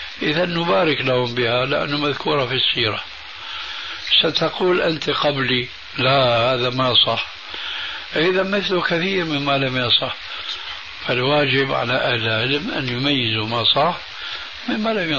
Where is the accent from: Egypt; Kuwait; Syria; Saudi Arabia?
Syria; عندنا بسوريا من زمان